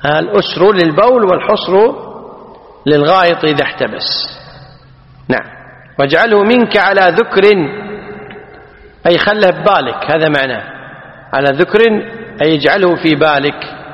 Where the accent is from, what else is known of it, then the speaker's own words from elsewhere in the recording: Kuwait; احنا عندنا في الكويت لقاح بالفتح على خلاف الفصيح